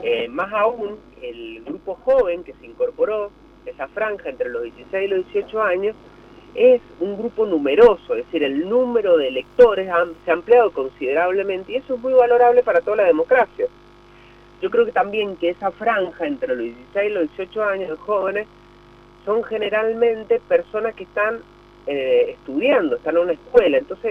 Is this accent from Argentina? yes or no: yes; San Juan, Argentina; responsables de lo que nos pasa como sanjuaninos, como argentinos.